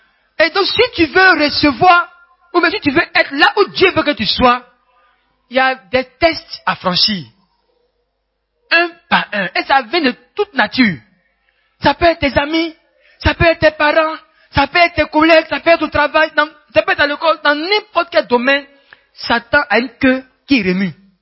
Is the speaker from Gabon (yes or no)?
yes; Gabon; Moi, je suis Gabonais.